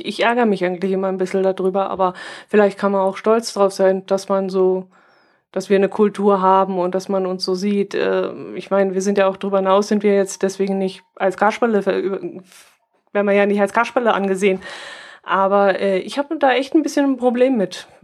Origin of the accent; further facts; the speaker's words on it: Bavaria, Germany; wir sind Allgäuer und keine Bayern, was natürlich Quatsch ist, wir sind natürlich Bayern.